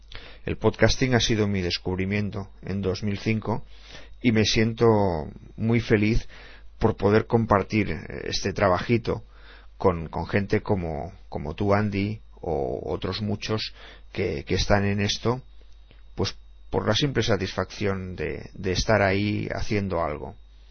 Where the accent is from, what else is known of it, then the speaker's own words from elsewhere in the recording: Barcelona, Catalonia, Spain; born there; Nací en 1959, en Barcelona.